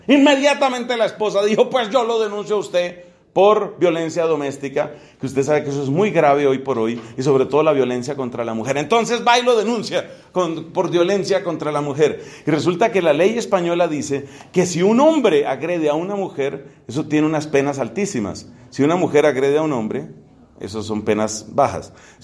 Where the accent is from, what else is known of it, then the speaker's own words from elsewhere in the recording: Colombia; Mi cuerpo colombiano me obliga a comer tamal, arepa, otras cosas.